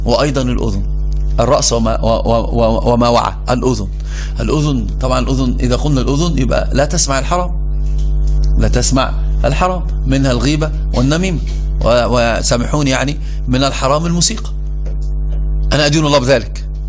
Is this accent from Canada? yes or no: no; Egypt; وإحنا عندنا في مصر، أنا سأترجم المثل باللغة العربية، في مصر عندنا يقولون إيش؟